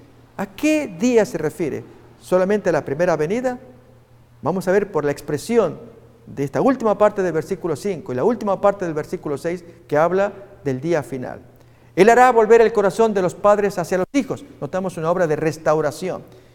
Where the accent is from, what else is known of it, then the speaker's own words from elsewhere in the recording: Argentina; Yo estaba en mi país, en Argentina